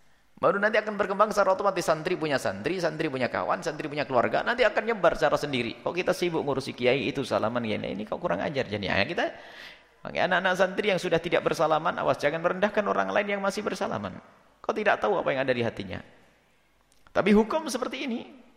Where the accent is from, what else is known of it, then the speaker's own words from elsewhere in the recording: East Java, Indonesia; kita juga dari Jawa Timur, sama Jawa Timur.